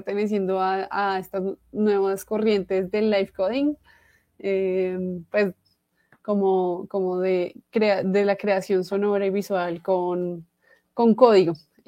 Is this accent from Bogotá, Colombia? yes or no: yes; Bogotá, Colombia; colombiana también, de Bogotá.